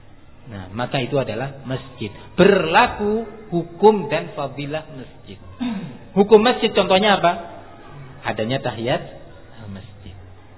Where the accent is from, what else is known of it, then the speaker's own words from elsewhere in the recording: East Java, Indonesia; Bukan saya membela Madura karena saya orang Madura, bukan tuh.